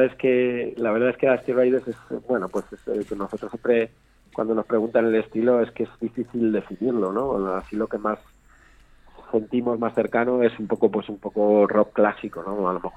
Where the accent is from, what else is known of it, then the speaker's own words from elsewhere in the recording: Madrid, Community of Madrid, Spain; born there; now in Segovia, Spain; yo me vine aquí hace 15 años, yo nací en Madrid, pero estoy aquí desde hace un tiempo